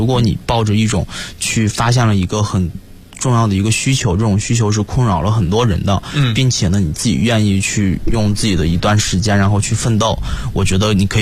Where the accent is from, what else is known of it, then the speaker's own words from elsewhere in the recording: Inner Mongolia, China; 我自己来自于内蒙古，其实内蒙古的教育一直是处于一个